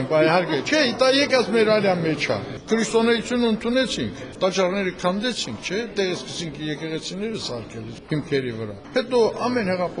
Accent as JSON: {"language": "Armenian", "town": "Shusha", "region": "Nagorno-Karabakh", "country": "Azerbaijan", "tie": "born or raised there", "said": "Շուշիում եմ ծնվել, մեծացել, ես աստծոս գոհ եմ դրա համար"}